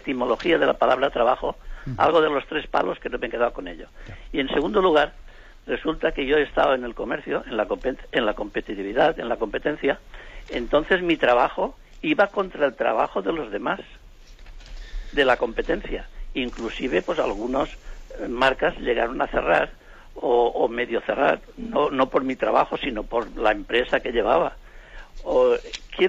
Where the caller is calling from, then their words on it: Alicante, Valencian Community, Spain; de Alicante.